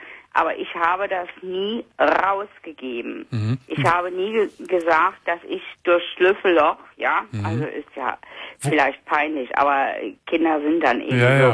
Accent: Rhineland-Palatinate, Germany; ich komme aus Rheinland-Pfalz

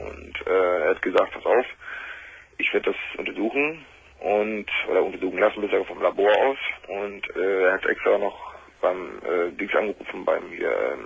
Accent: Lower Saxony, Germany; Und ich habe mich vom Dorf zurückgezogen, also normalerweise komme ich aus Friesland.

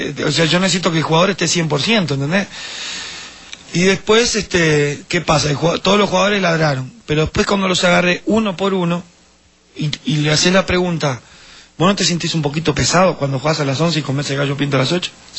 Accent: Uruguay; En la dictadura, en el año 73, generó muchas cosas en mi país.

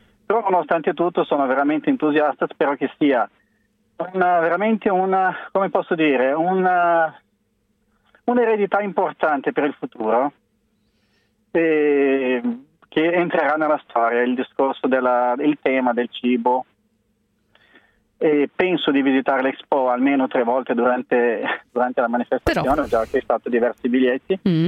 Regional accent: Brazil; now in Italy; Sono un brasiliano trapiantato qui più di 20 anni fa.

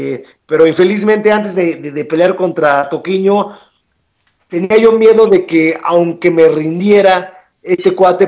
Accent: Mexico; para que todos los mexicanos nos apoyemos y que sigamos creciendo el deporte en México

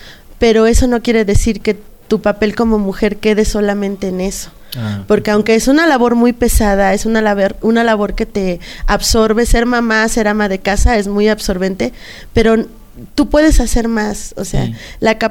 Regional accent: Ozumba, State of Mexico, Mexico; now in Amecameca, Mexico; Vivo aquí en Amecameca, pero no soy originaria de Amecameca, soy originaria de Ozumba.

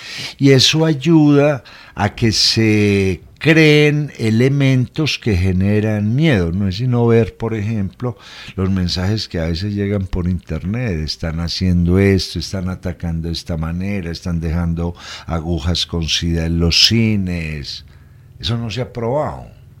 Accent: Colombia; hay un problema con las producciones de cine y televisión colombianas, que le estamos mostrando al mundo lo peligrosos que somos

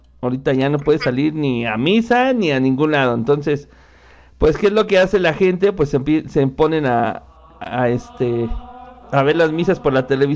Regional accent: Mexico; yo soy mexicano

